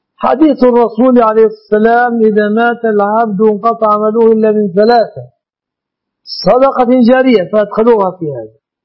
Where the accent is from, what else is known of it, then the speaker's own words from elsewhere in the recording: Egypt; هذه وسيلة مواصلات ظهرت في بلادنا مصر